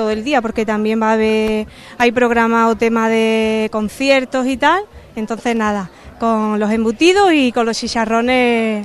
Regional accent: Ubrique, Andalusia, Spain; Claro, claro, somos de aquí, claro.

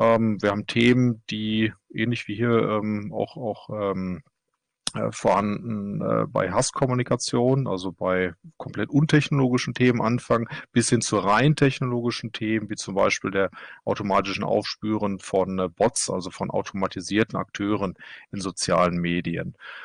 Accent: Germany; now in Norway; Ich bin Deutscher, arbeite allerdings in Norwegen.

